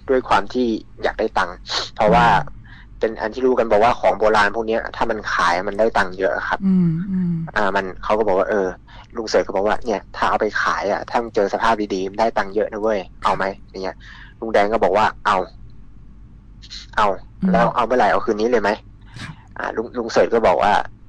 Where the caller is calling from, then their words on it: Phrae, Thailand; ผมโทรมาจากจังหวัดแพร่ครับ